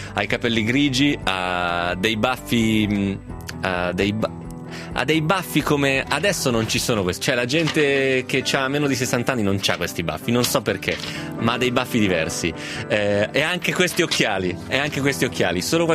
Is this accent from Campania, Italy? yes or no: no; Piedmont, Italy; A Cameri, certo, a vicino, Cameri, vicino al mio paese, dove si fa il miglior gorgonzola.